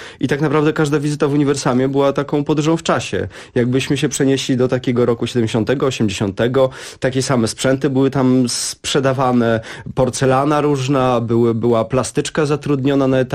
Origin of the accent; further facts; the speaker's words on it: Warsaw, Masovian Voivodeship, Poland; Jestem z Grochowa. Mieszkałem tam 17 lat